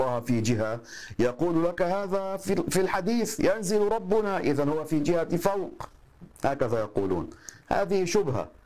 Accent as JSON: {"language": "Arabic", "country": "Lebanon", "said": "المدفون عندنا في لبنان، نفعنا الله بهم جميعا"}